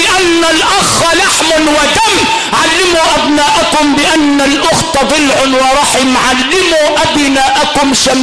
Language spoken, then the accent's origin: Arabic; Sharqia Governorate, Egypt; تمشي تاني تلاقي واحد كاتب عندنا في الشرقية وعندكم في الغربية المنزل للبيع لسوء الجوار